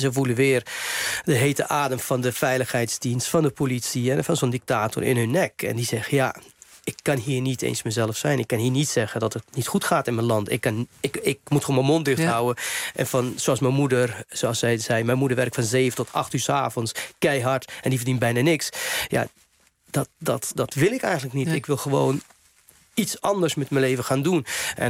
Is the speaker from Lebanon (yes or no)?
yes; Lebanon; Dutch is a second language; now in Netherlands; maar ook voor Libanon bijvoorbeeld, waar ik vandaan kom.